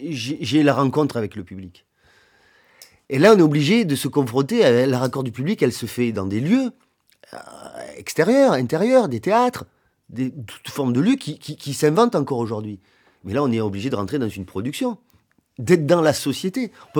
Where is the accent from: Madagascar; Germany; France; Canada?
France; Avignon, Provence-Alpes-Côte d'Azur; j'ai fait le conservatoire... chez moi, à Avignon.